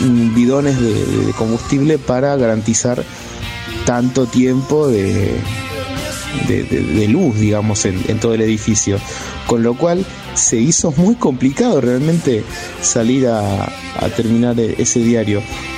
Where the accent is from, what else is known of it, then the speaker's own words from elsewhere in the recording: La Plata, Buenos Aires Province, Argentina; born there; nací en La Plata, más precisamente en el Instituto Médico Platense